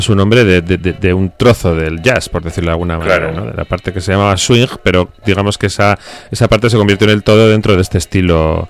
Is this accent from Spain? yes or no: yes; Bilbao, Basque Country, Spain; Nosotros no bailamos, somos de Bilbao, pero...